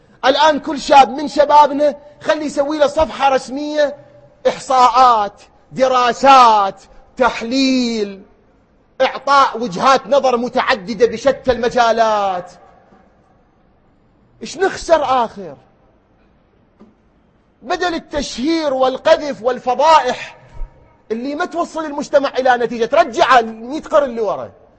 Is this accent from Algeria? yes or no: no; Iraq; بلدنا الحبيب الغالي بلدنا العراق اللي نبكي عليه